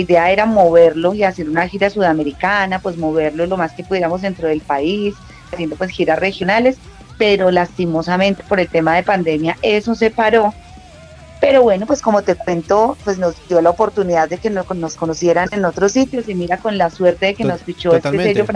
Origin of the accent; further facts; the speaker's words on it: Colombia; nosotros somos de Manizales y de Pereira, de aquí de Colombia